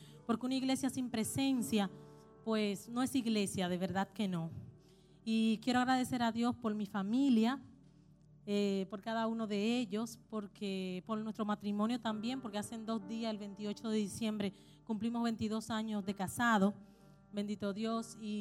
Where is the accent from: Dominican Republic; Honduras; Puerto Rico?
Dominican Republic; now in Chile; somos de la República Dominicana